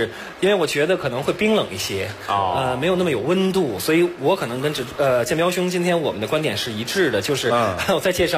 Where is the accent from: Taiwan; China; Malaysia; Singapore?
China; Beijing; 我是个北京人